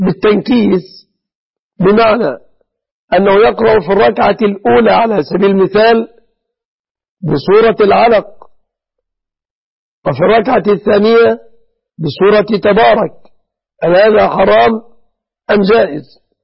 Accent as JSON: {"language": "Arabic", "country": "Egypt", "said": "بلادنا مصر"}